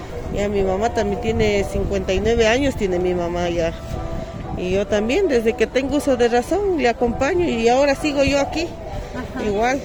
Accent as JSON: {"language": "Spanish", "town": "Quito", "region": "Pichincha", "country": "Ecuador", "said": "yo soy de aquí, de la ciudad de Quito, soy yo, de aquí del barrio la Nueva Aurora Alta, que está en la parroquia La Libertad."}